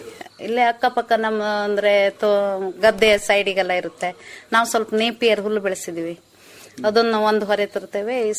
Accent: Bole, Karnataka, India; moved away as an adult; ನಾವ್ ಮೊದ್ಲು ಅಲ್ಲಿ ಬೋಳೆದಲ್ಲಿ ಇದ್ವಿ, ಮೂಲತಃ ನಾವು ಅಲ್ಲಿ. ನಾವು ಮದ್ವೆ ಆದ ಮಗು ಆದ್ಮೇಲೆ ಇಲ್ಲಿ ಬಂದು ಉಳ್ಕೊಂಡಿದ್ವಿ.

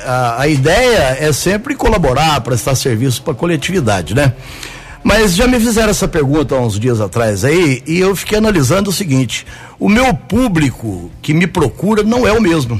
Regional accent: Caldas, Minas Gerais, Brazil; now in Guaxupé, Brazil; O nome, você imagina, chegar da cidade, eu vim de Caldas, né? Estava 3 anos da cidade.

